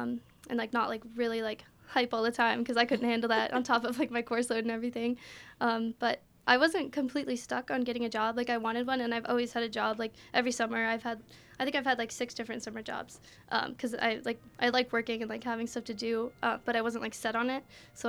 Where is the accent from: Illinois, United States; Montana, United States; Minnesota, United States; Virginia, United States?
Virginia, United States; And I'm from Northern Virginia, so I knew I wanted to stay, like, kind of close to home.